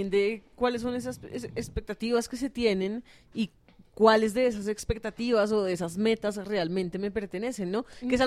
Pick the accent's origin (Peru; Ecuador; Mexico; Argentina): Ecuador; es que yo crecí en Ecuador